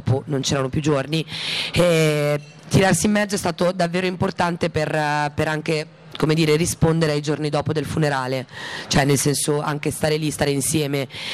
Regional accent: Cinisello Balsamo, Lombardy, Italy; io sono di Cinisello Balsamo, e a Cinisello Balsamo sono nata in via Martiri Palestinesi

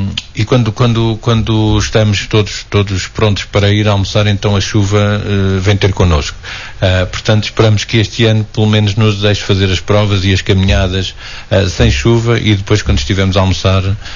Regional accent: Portugal; como bons portugueses, vamos deixar tudo para quinta-feira

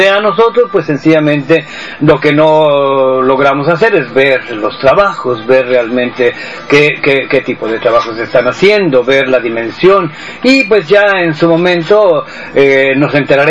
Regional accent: Mexico; yo soy de México.

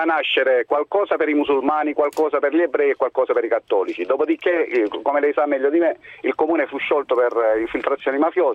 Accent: Lecce, Apulia, Italy; Poi io sono originario di Lecce, per cui insomma questo ha facilitato il tutto

